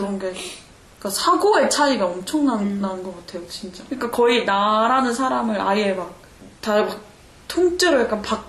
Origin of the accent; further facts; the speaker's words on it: South Korea; also born or lived in Germany; 태어난 지 한 달 만에 이제 부모님이 귀국을 결정해서 전 그렇게 독일에서 태어났지만 그냥 한국인으로 자랐어요.